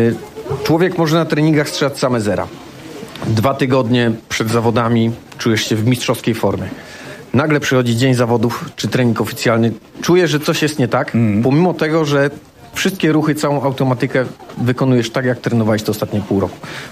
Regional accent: Duszniki-Zdrój, Lower Silesian Voivodeship, Poland; Jestem stąd, jestem rodowitym duszniczaninem.

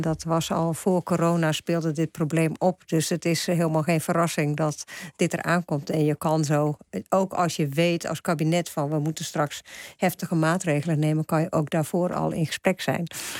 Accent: Friesland, Netherlands; als ik door Friesland rijd, waar ik vandaan kom

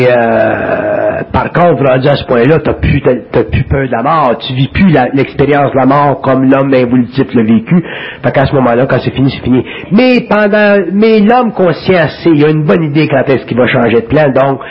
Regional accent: Quebec, Canada; je viens du Canada québécois, ou du Canada

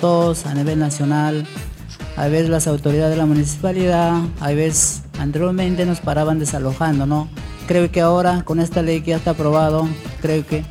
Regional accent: Cajamarca, Peru; now in Callao, Peru; No soy chalaco, soy cajamarquino.

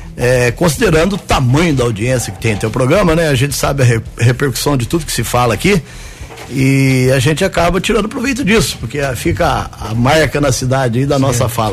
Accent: Caldas, Minas Gerais, Brazil; now in Guaxupé, Brazil; O nome, você imagina, chegar da cidade, eu vim de Caldas, né? Estava 3 anos da cidade.

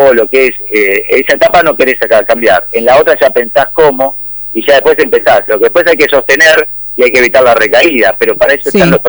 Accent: Tandil, Buenos Aires Province, Argentina; Somos muchos cardiólogos de Tandil que estamos acá cerquita.

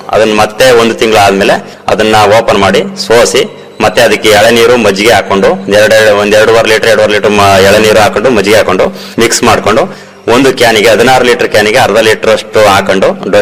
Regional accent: Mandanahalli, Karnataka, India; ನಮ್ಮ ಊರ್ಲೇ ನಮ್ಮ ಮಂಡನಹಳ್ಳಿ ಗ್ರಾಮದಲ್ಲಿ

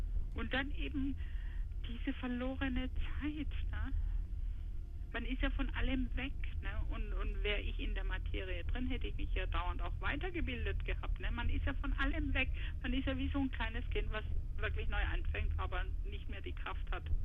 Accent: Izmir, İzmir, Turkey; now in Germany; Wir kommen ja aus der Großstadt in Izmir, ne, also in der Türkei. Und was wir hier auf dem Land machen, also wir fühlen uns so wie Stadtmenschen ins Dorf verschleppt.

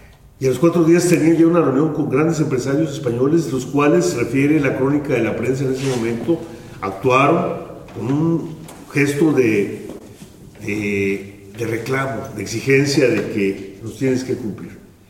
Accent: Oaxaca, Mexico; yo vengo del Istmo de Tehuantepec, que es una región más al sur. Estamos casi en frontera con Chiapas. De hecho, una parte de Chiapas es esta zona del Istmo de Tehuantepec, que es la parte más estrecha de México.

